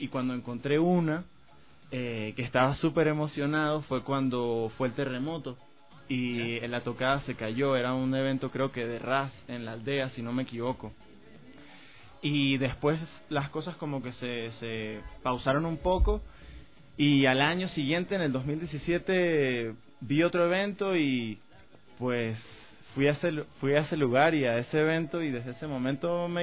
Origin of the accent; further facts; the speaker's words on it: Andes, Venezuela; yo vengo de una zona de Venezuela, que es los Andes venezolanos, donde el reggae existe, sin duda.